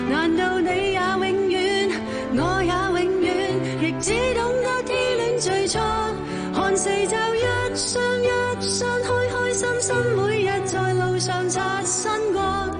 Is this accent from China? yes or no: no; Taiwan; now in Hong Kong; 咁但系跟住就去了台湾住，在台嗰度读书啦